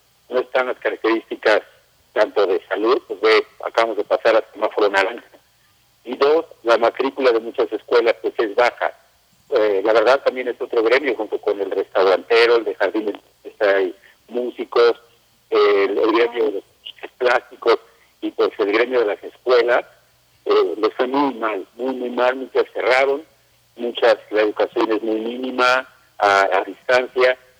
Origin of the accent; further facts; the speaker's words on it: State of Mexico, Mexico; se preguntaban de en qué parte estábamos, que si éramos Puebla, y les decíamos no, somos de México.